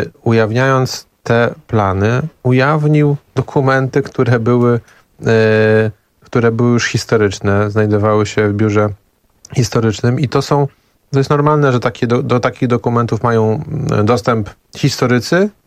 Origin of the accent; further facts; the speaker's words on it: Masovian Voivodeship, Poland; Wołomińskiego. Powiat Wołomiński jest ziemią cudu nad Wisłą.